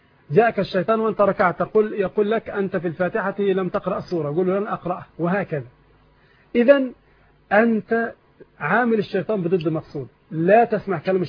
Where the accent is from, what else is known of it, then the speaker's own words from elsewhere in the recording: Egypt; إذا كان مكتوبا في القائمة في عندنا في مصر يبقى ملك للزوج